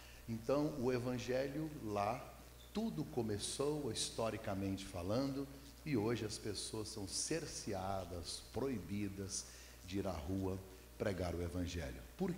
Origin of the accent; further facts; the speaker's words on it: Goiás, Brazil; moved away as an adult; now in London, United Kingdom; eu sou de Goiás.